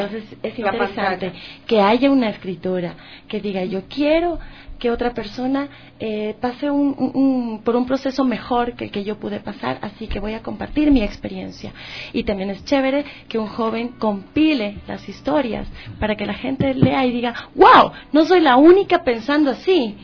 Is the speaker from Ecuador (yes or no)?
yes; Ecuador; Claro, porque aquí de los cuatro soy la única ecuatoriana.